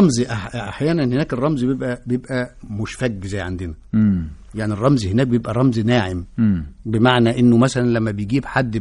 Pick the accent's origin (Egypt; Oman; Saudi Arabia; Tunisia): Egypt; الذي لم نحسه او نشعر به كمصريين